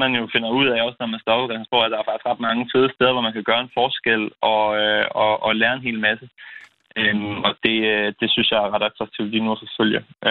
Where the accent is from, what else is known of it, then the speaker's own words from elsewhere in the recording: Esbjerg, Region of Southern Denmark, Denmark; især der, hvor jeg kommer fra, Esbjerg Havn